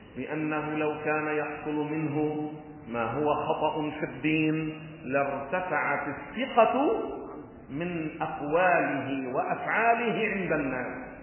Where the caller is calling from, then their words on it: Beirut, Beirut Governorate, Lebanon; ونحن من بيروت، وحطوا اسمي على التلفزيون وقتها … من بيروت.